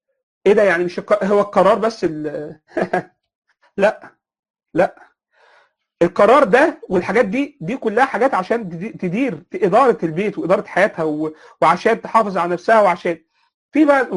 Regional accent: Egypt; يعني تلاقي مثلا فكر دخل منين يا جماعه عندنا في مصر

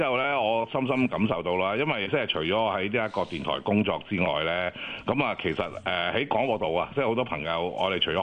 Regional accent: San Francisco, California, United States; 我系嚟自三藩市嘅

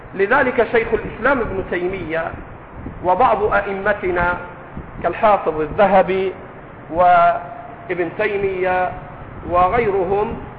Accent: Upper Egypt, Egypt; اسكت يا صعيدي، وأنا صعيدي ليست مسبة

